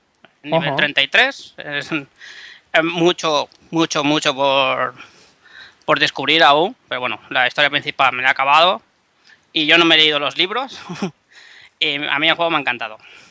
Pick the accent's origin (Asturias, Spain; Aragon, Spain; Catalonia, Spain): Catalonia, Spain; Barcelona; Soy de Barcelona.